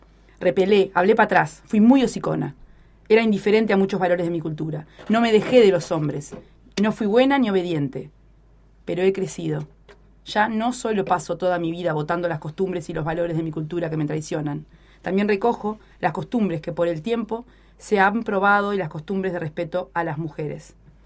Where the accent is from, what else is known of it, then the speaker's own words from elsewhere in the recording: Maldonado, Uruguay; yo soy de Maldonado, ya lo saben por otras anécdotas.